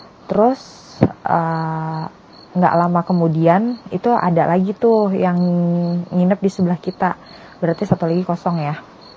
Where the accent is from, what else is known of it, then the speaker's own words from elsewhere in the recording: Java, Indonesia; Karena aku memang dasarnya orang Jawa, jadi aku tuh kayak seneng kalau balik, wah itu nuansa kampung aku banget ya gitu.